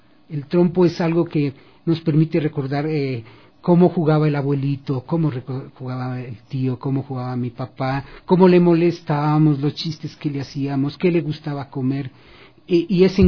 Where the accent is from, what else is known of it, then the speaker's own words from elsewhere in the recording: Ecuador; hay algo que no podemos desconocer como ecuatorianos, y es la enorme riqueza de la diversidad cultural. Yo crecí en un medio donde en un cantón habían algunos grupos étnicos